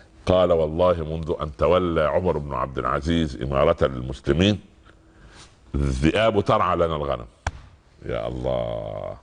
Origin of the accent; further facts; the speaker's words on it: Upper Egypt, Egypt; كان زمان في الأراضي الزراعية عندنا في الصعيد وفي الفلاحين وفي الأرياف